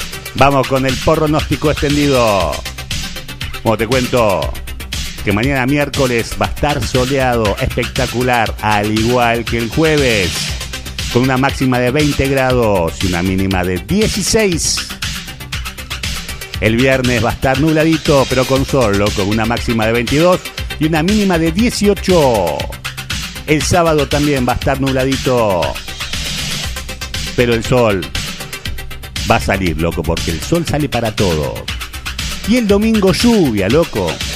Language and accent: Spanish; Argentina; Así somos los argentinos, che.